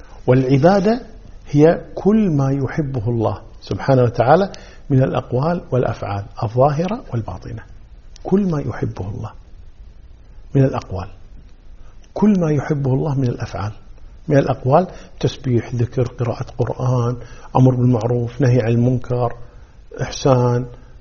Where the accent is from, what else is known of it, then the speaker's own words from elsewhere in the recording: Kuwait; وهذه كلمة يعني مشهورة عندنا في الكويت